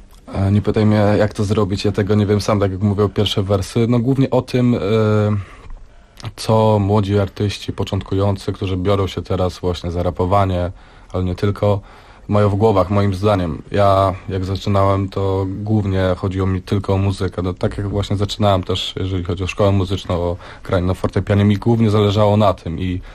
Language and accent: Polish; Lubaczów, Subcarpathian Voivodeship, Poland; Ja jestem z Lubaczowa, z miejscowości, która leży na Podkarpaciu.